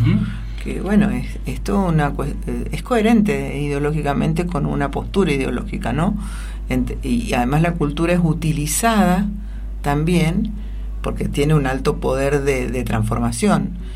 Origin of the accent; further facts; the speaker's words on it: Mendoza, Argentina; cuando nosotros deberíamos todos los días como mendocinos homenajear a un grande